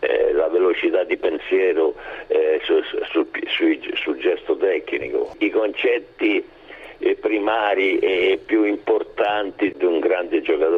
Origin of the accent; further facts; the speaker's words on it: Rome, Lazio, Italy; now in Ascoli Piceno, Italy; essendo romano di Trastevere, ho lasciato Roma per Ascoli